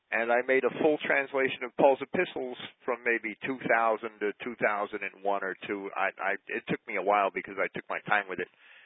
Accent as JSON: {"language": "English", "region": "New York", "country": "United States", "said": "I'm from New York"}